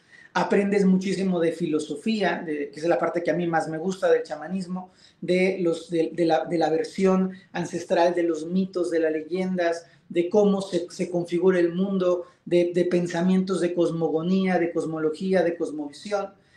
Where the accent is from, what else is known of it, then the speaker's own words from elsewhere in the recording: Mexico; En mi país, en México, la mayoría de las veces tiene que ver con un linaje que te heredan tus abuelos, tus padres, miembros de tu familia